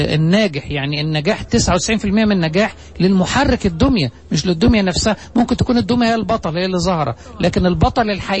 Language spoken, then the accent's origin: Arabic; Egypt; مثال مشهور عندنا في مصر